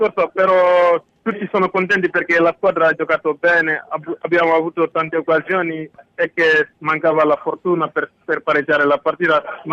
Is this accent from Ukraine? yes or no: no; Senegal; Italian is a second language; now in Italy; Io vengo dal Senegal.